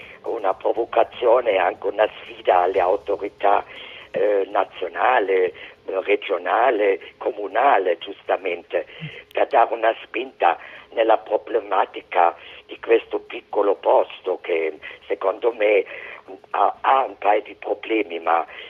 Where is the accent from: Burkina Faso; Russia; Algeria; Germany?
Germany; Italian is a second language; now in Lipari, Italy; in questo momento, io vivendo qui come tedesca